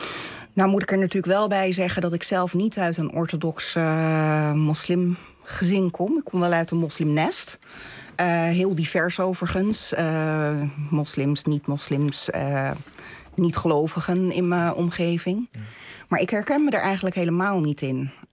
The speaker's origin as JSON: {"language": "Dutch", "country": "Netherlands", "tie": "born or raised there", "also_born_or_lived": "Turkey", "said": "Ik ben in Turkije geboren. Ja. Ik ben als kind, 9-jarig, ben ik naar Nederland gekomen. En ik voel me heel erg thuis. Vanaf het begin heb ik me hier thuis gevoeld."}